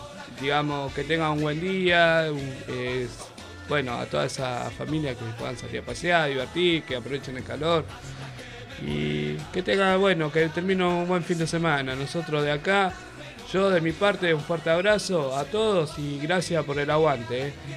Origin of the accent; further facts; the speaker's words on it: Argentina; ojalá que Japón haga un buen torneo, loco, y que se traiga la Copa Argentina, como todo argentino, ¿no?